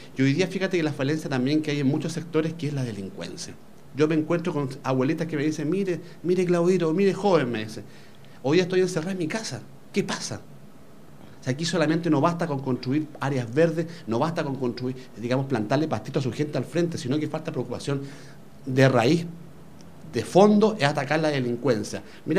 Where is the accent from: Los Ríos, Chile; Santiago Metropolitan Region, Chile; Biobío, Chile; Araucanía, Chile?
Santiago Metropolitan Region, Chile; Puente Alto; yo, en realidad, soy nacido y criado en Puente Alto. Vivo en Tocornagré como pasado Salvador Allende. Me eduqué, la enseñanza básica en la Escuela Maipo. Y después, enseñanza media, me estudié la consolidada. Así que soy puentealtino